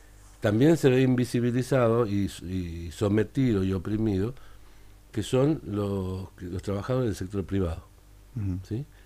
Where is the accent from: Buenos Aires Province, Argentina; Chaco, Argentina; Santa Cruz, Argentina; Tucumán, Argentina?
Tucumán, Argentina; Yo me acuerdo que yo nací en Tucumán y pasé parte de mi infancia en Tucumán